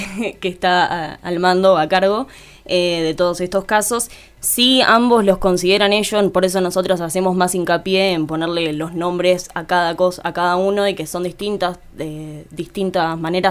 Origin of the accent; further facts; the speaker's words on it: San Marcos, Córdoba, Argentina; Yo no fui a ninguno, o sea, no salí de los de acá de San Marcos, participé de los de acá cuando era más chica